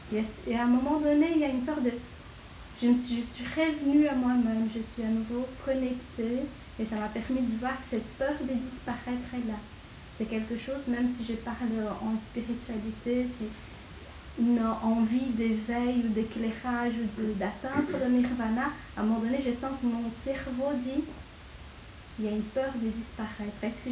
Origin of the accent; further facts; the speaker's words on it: Brazil; J'ai grandi au Brésil. Au Brésil étant un pays très raciste